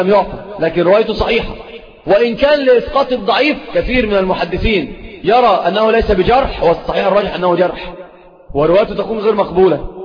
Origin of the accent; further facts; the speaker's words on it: Egypt; سيب بورسعيد دي في القاهرة، يعني عندنا في مصر